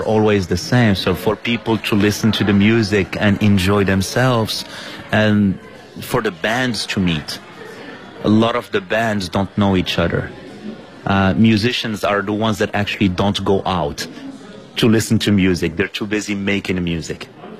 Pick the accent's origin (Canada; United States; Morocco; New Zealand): Morocco; now in Beijing, China; I'm from Morocco, and I've been in Beijing, China now for 14 years.